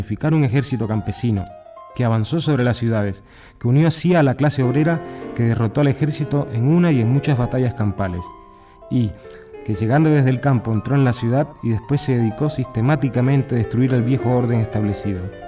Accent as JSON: {"language": "Spanish", "country": "Argentina", "lives_now": "Cuba", "said": "El 25 de mayo, aquí en Cuba, tiene para nosotros, pues, características especiales, tan especiales como que un argentino de voz extranjera a nombre del gobierno cubano salude y agasaje a todos ustedes"}